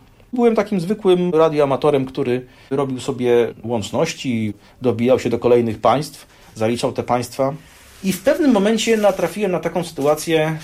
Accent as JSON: {"language": "Polish", "town": "Warsaw", "region": "Masovian Voivodeship", "country": "Poland", "tie": "born or raised there", "said": "Jestem z dziada pradziada rodowitym rodakiem warszawskim, tak to powiem. Wychowałem się na Mokotowie"}